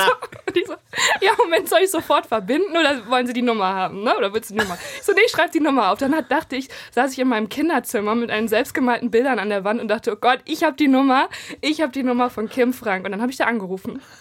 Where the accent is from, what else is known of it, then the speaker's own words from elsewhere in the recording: Dinslaken, North Rhine-Westphalia, Germany; Also ich komme aus Dienstlaken